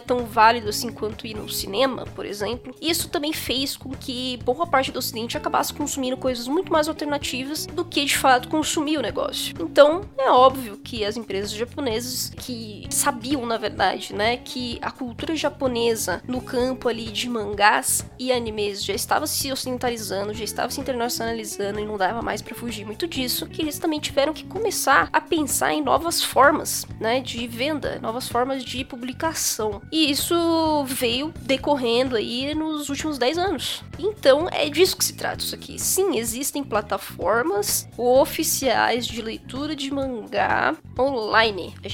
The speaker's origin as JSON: {"language": "Portuguese", "country": "Brazil", "said": "nós que somos brasileiros, acabamos sofrendo um pouco mais, porque, né, ninguém liga muito pra América Latina."}